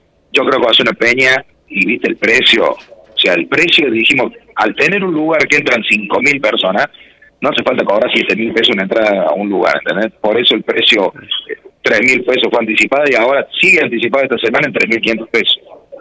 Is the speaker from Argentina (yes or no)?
yes; Sacanta, Córdoba, Argentina; yo soy de Sacanta, nací en Sacanta, 40 kilómetros de Rosario